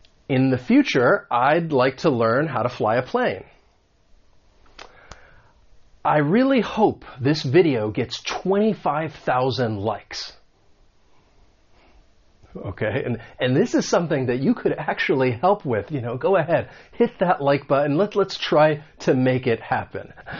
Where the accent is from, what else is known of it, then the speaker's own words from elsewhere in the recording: United States; accent: American; this is more about the American accent because I am from the United States